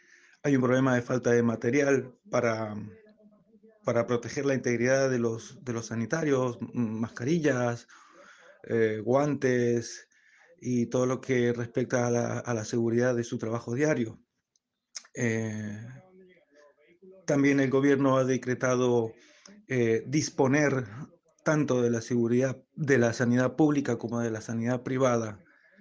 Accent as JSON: {"language": "Spanish", "town": "San José", "region": "Mendoza", "country": "Argentina", "moved": "yes", "lives_now": "Valencia, Spain", "said": "yo soy un mendocino de San José que llevo 13 años viviendo en Valencia."}